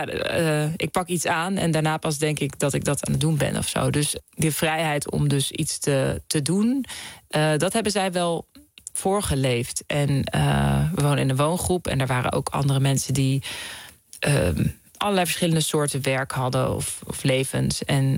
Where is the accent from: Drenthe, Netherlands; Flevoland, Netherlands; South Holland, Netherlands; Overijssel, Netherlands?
South Holland, Netherlands; The Hague; Ik kom uit Den Haag, uit het centrum.